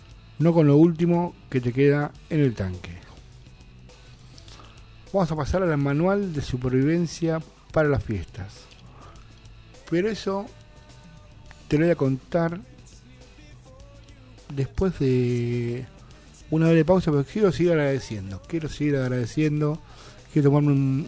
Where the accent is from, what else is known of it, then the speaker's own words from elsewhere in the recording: Argentina; ojalá que como argentinos dejemos de pelearnos entre nosotros